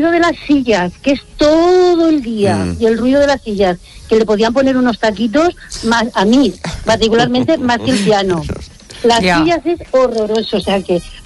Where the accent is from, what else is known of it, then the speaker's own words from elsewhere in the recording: El Bonillo, Castilla-La Mancha, Spain; now in Valencia, Spain; En Valencia, pero soy del Bonillo.